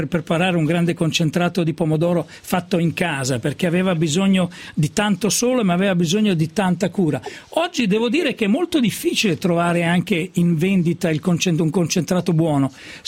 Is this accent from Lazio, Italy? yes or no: no; Emilia-Romagna, Italy; io voglio chiedere, tu sei romagnola come me